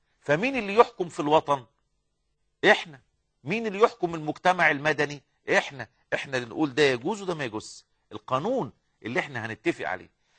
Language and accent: Arabic; Egypt; احنا نعرف في التاريخ المصري ان احنا كمصريين استعبدنا من قبل المحتلين والحكام قرونا طويلة جدا